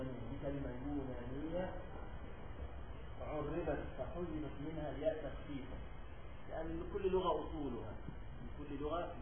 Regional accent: Egypt; وعندنا في مصر الآن يعملون هذه القدور ويسمونها البران

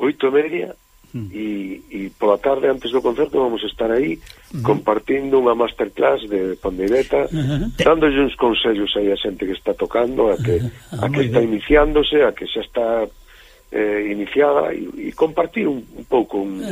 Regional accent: Galicia, Spain; Bueno, no noso caso, si son galegos que tocan como tocamos os galegos, non, simplemente cambia a man e nada máis.

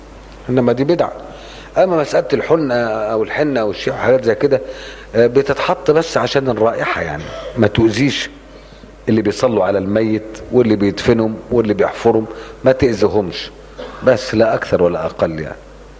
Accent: Upper Egypt, Egypt; زي عندنا في الصعيد.

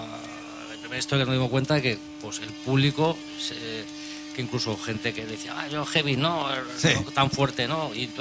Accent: Barcelona, Catalonia, Spain; Nosotros somos de aquí, de Barcelona, Cataluña, pero vamos, tenemos nuestros padres que son

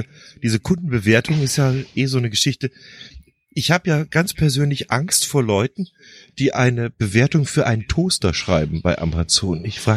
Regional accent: Munich, Bavaria, Germany; Als Münchner kenne ich natürlich Augustiner Bier und schätze es sehr.

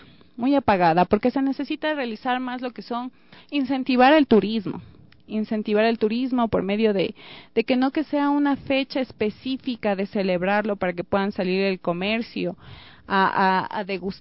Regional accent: Quito, Pichincha, Ecuador; disfrutar de la calidez que somos como ecuatorianos. Claro. Y aparte de eso, pues disfrutar de la belleza que tiene nuestro Quito.

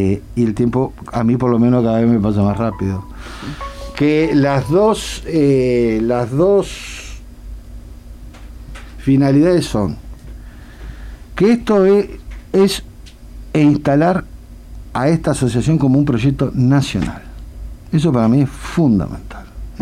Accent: Montevideo, Uruguay; Yo soy montevideano, sí, 100%.

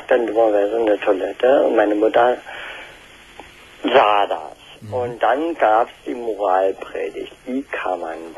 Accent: eastern Germany, Germany; ich komme aus dem Osten.

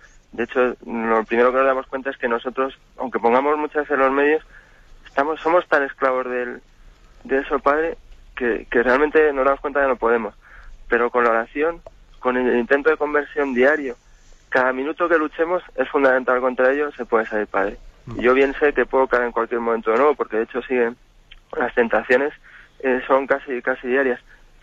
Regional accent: Madrid, Community of Madrid, Spain; de Madrid.

